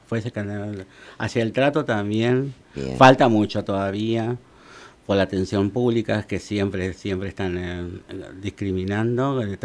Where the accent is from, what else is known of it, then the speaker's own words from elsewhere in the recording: General Pico, La Pampa, Argentina; born there; now in Santa Rosa, Argentina; nací en General Pico, en La Pampa.